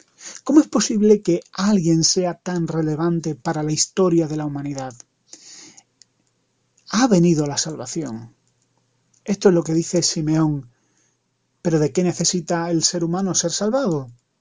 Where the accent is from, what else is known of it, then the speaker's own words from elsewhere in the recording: Granada, Andalusia, Spain; soy español de Granada